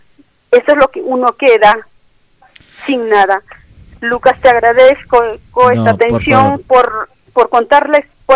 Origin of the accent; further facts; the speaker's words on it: Peru; Yo soy de Perú.